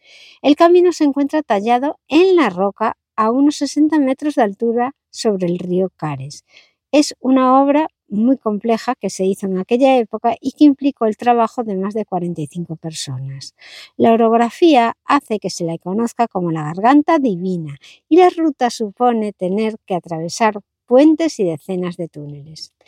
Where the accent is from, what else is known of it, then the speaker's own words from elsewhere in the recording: Galicia, Spain; Esto os lo digo yo, que soy gallega y que vamos muchísimo a Asturias